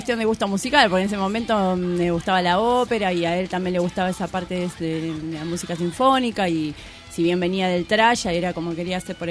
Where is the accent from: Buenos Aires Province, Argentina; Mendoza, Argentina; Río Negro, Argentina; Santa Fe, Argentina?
Buenos Aires Province, Argentina; Mar del Plata; yo soy de Mar del Plata, tengo buenos amigos en Mar del Plata.